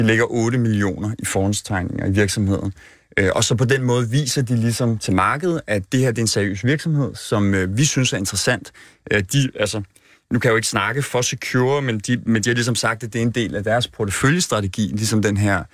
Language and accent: Danish; Copenhagen, Capital Region of Denmark, Denmark; Jeg er fra Vesterbro.